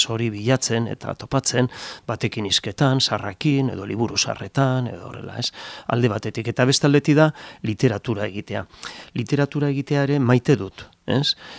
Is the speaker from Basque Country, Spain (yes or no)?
yes; Lezo, Basque Country, Spain; nire herrian Lezon eta hola